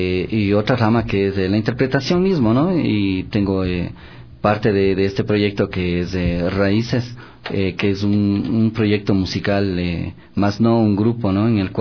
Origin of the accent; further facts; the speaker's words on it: Ecuador; Como sudamericanos, como ecuatorianos, tenemos nuestra idiosincrasia y nuestras raíces